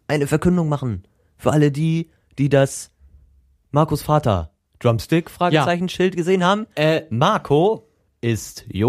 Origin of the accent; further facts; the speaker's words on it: Northern Germany, Germany; Wir bauen stabil, wir sind Norddeutsche.